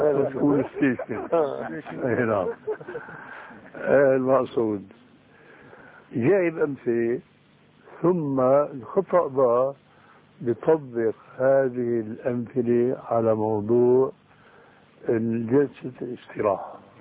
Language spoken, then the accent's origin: Arabic; Syria; يسموه عندنا بالشام برزان